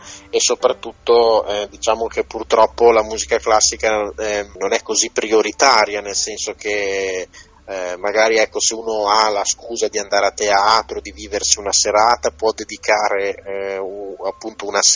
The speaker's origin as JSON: {"language": "Italian", "town": "Bologna", "region": "Emilia-Romagna", "country": "Italy", "said": "A Bologna direbbero, visto che io sono bolognese"}